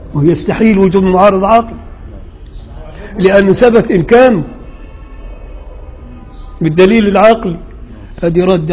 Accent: Upper Egypt, Egypt; انا راجل صعيدي وبغير على اللي هنا

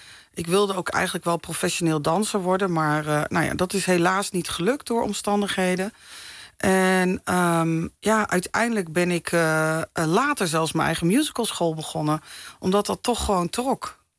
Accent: Zwolle, Overijssel, Netherlands; En ik ben geboren en getogen

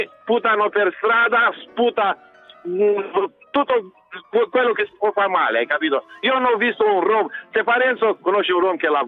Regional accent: Romania; now in Italy; Sono romeno, sono camionista, lavoro da 15 anni in Italia.

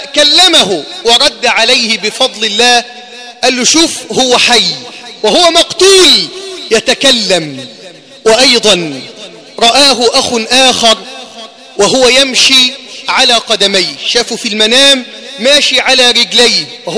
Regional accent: Egypt; اللهم احفظ بلدنا مصر من كل سوء

